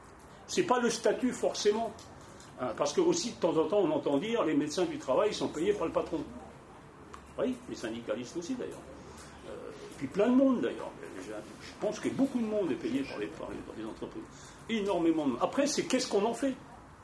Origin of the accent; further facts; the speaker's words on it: Grand Est, France; Donc moi, je viens de Moselle, de l'est de la Moselle, où il y avait un bassin rouillé.